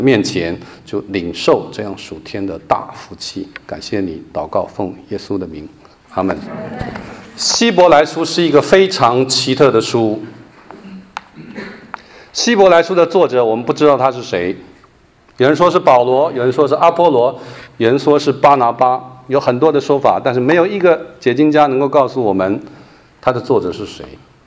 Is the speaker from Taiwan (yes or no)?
yes; Taiwan; born there; 像我就是山东第2代台湾生的山东人，冒牌的啊。我说我是山东人，但我从来没有去过山东啊。